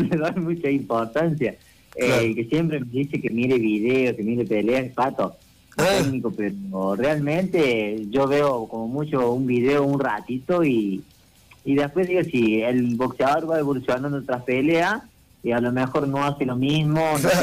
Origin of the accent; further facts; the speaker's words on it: Córdoba, Argentina; No, soy de Córdoba Capital.